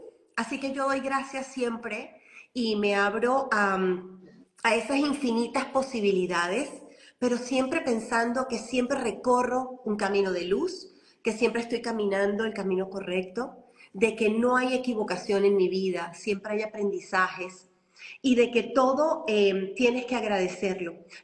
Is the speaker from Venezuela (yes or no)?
yes; Venezuela; moved away as an adult; also born or lived in United States; como no era primera vez que salía de mi país, porque yo nací en Venezuela y después salí a los 20 y pico de años, salí a Estados Unidos.